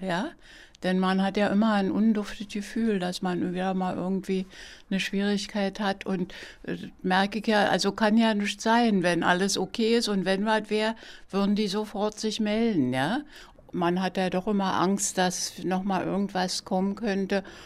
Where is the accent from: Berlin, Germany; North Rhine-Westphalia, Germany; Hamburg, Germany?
Berlin, Germany; ich werde 81 Jahre und bin Berlinerin